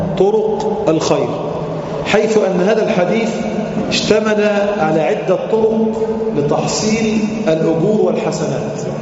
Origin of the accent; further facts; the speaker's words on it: Egypt; النهاردة العملة عندنا في مصر مثلا